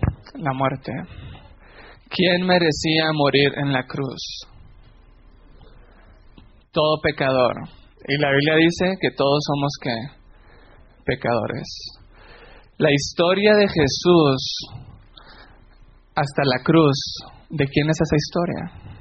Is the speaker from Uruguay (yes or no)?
no; Mexico; Soy mexicano. No sé qué acento tengo porque me dicen que tengo muchos acentos. Porque he escuchado mucho a los venezolanos y a los colombianos. Pero también hablo mexicano mezclado con algo de pocho, spanglish.